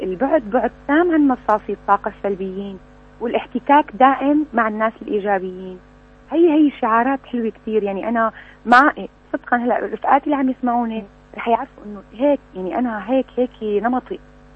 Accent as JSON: {"language": "Arabic", "country": "Syria", "said": "ونحن سوريين كلنا لازم نكون إيد وحدة ونحب بعض"}